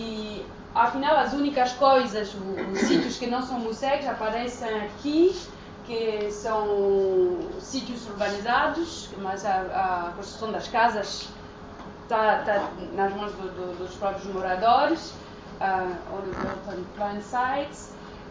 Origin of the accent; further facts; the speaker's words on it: France; Eu fiz o doutoramento numa universidade francesa, sendo francesa